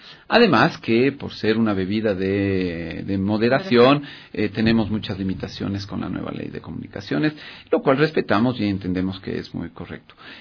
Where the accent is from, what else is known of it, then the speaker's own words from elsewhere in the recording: Ecuador; Y nosotros, como ecuatorianos, somos conscientes de que cuando hay que aportar, todos debemos aportar.